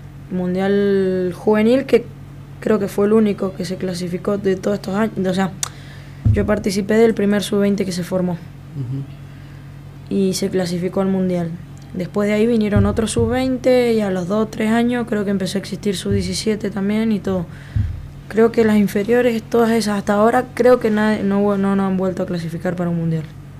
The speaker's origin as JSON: {"language": "Spanish", "country": "Argentina", "said": "te dicen que por qué somos así los argentinos con los jugadores"}